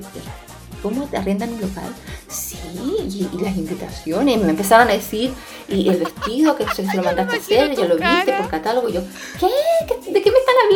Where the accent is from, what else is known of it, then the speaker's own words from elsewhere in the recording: Chile; now in Spain; desde mi punto de vista como chilena